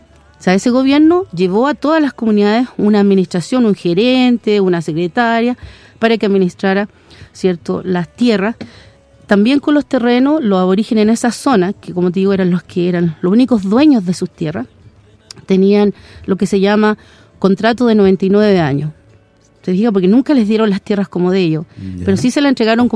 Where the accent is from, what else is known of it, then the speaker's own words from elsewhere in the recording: Los Lagos, Chile; yo soy de Chiloé, soy de los huilliche, esa es la, mi gente